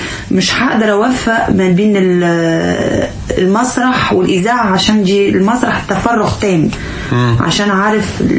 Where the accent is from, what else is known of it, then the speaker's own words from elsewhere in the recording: Tunisia; Arabic is a second language; انا تونسيه